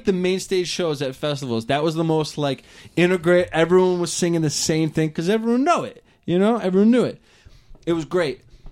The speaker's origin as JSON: {"language": "English", "region": "New Jersey", "country": "United States", "said": "like, we're from Jersey, because we're in the middle of Tennessee, and we're like, go Jersey."}